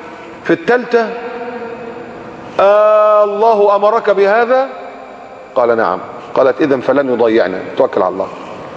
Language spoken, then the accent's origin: Arabic; Egypt; احنا كمصريين كنا ما نقدرش نروح تركيا الا لما تروح السفاره وتاخد الفيزا من السفاره.